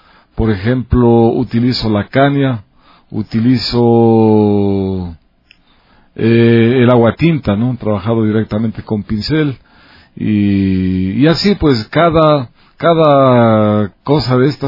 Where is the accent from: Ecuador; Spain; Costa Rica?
Ecuador; Ibarra, Imbabura; Realmente yo vengo de la provincia de Imbabura. Soy originario de Ibarra